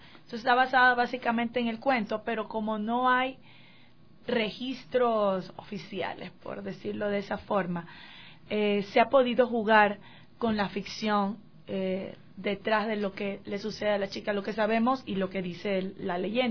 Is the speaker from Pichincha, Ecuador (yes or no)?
no; Guayaquil, Guayas, Ecuador; como nosotros somos de Guayaquil